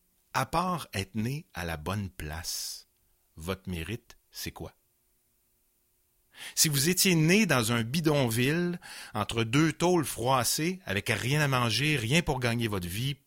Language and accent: French; Quebec City, Quebec, Canada; J'ai grandi à Val-Bélair, puis à Sainte-Thérèse-de-Lisieux, donc paroisse à Beauport. Et à l'époque, ça ne faisait pas de moi un gars de Québec, mais avec les fusions, finalement, on comprend que j'ai finalement réellement passé presque toute ma vie sur 44 ans à Québec.